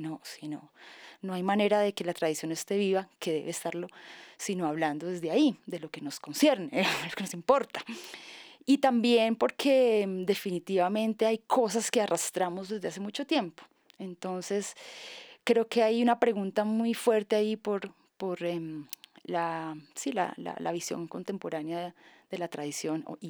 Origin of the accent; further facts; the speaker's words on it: Santander, Colombia; Yo soy de Santander, ¿no? Mi papá es un músico empírico. Entonces crecí con esa música también.